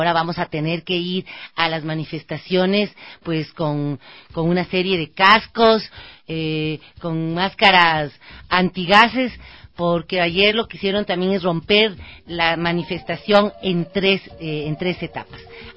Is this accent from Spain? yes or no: no; Ecuador; no podemos permitir, como ecuatorianos y ecuatorianas, que vengan a violentar y a vulnerar nuestros derechos